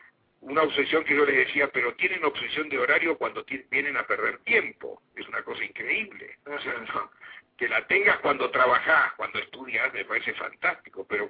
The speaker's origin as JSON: {"language": "Spanish", "country": "Argentina", "said": "porque somos argentinos y somos medios despatarrados, y somos medios cambiantes."}